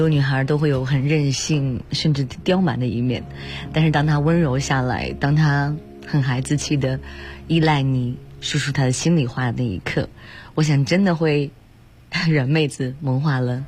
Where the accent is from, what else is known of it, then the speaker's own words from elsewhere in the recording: China; 对于我们中国人来说，2月15号的除夕也是重中之重